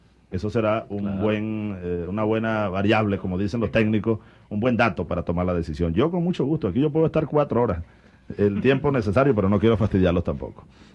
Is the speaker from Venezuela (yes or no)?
yes; Venezuela; Pero así somos los venezolanos.